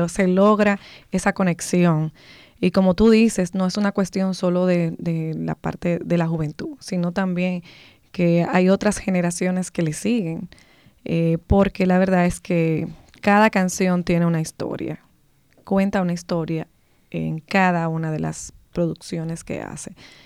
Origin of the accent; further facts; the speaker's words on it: Dominican Republic; Pienso que es un tremendo exponente de la música y que tal vez como dominicanos no le hemos dado el valor, la proyección.